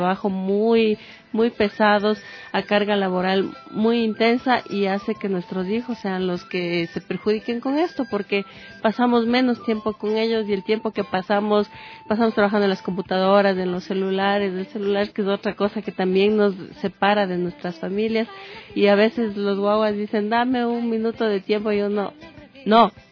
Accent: Ambato, Tungurahua, Ecuador; Ahorita en comunidades de Tungurahua, como te decía, también soy de Ambato

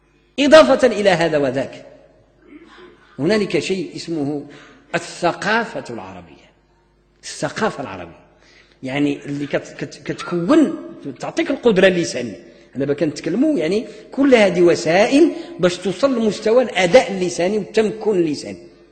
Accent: Morocco; في العصور المتأخرة من تاريخ التعليم عندنا في المغرب الناس هجروا الأدب

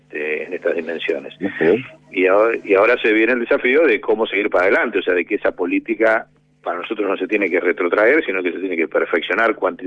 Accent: Argentina; con respecto a la cuarentena que hemos tenido como argentinos

